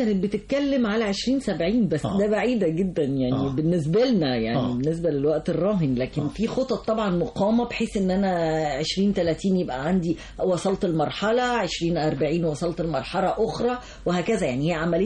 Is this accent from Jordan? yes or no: no; Egypt; الانسان لازم فعلا كمصريين طبعا احنا احنا طبعا كشعب مصري